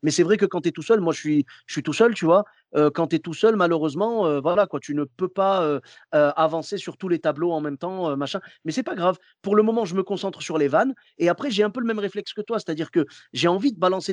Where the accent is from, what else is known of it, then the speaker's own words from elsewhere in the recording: Clermont-Ferrand, Auvergne-Rhône-Alpes, France; Moi, je suis de Clermont-Ferrand à la base.